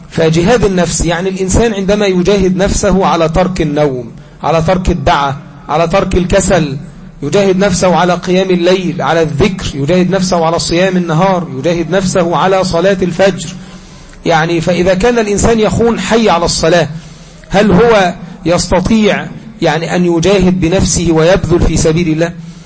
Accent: Egypt; وكذلك أن بلادنا مصر ما زالت لها عهد معهم

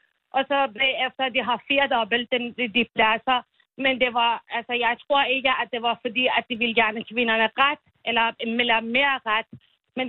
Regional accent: Iran; Jo, jeg er selv iraner.

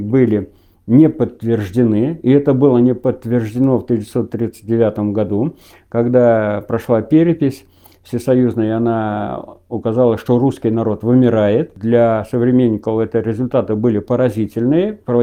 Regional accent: Vyazemka, Penza Oblast, Russia; В моем родном селе в 1937 году осенью село Вяземка Пензенской области Зимеченского района

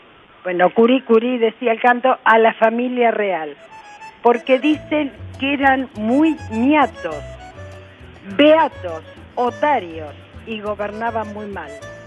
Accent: Buenos Aires, Argentina; de Floresta.

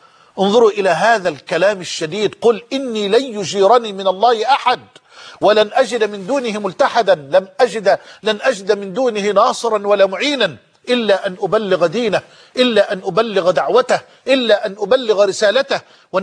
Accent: Egypt; وأسأله سبحانه أن يجعل بلدنا مصر أمنا أمانا

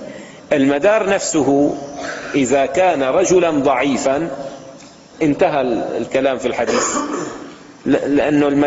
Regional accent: Levant, Syria; عندنا في الشام مثل عامي يستعمل في وصف الرجل الجاهل

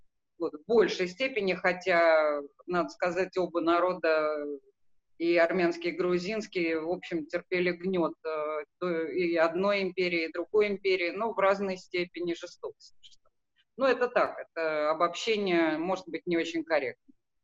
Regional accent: Armenia; Ну, это самое, выступлю как вульгарная армянка, Да, замечу, что, конечно, и тут мы отметились

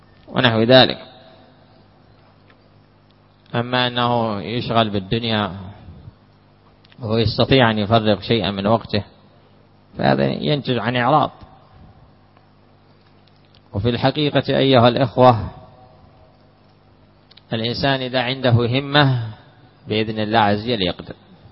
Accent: Hadramaut, Yemen; كما تعرفون مثلا عندنا في حضرموت جلسة الشاهي

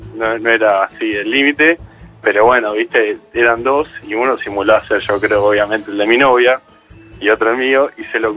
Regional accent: Buenos Aires, Argentina; No, desde que nací, colegiales, nada de Palermo, colegiales.

